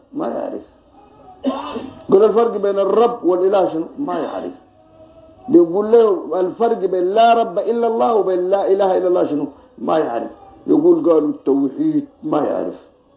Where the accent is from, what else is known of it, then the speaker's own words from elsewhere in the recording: Sudan; واحد يجي يدرسوها عندنا في السودان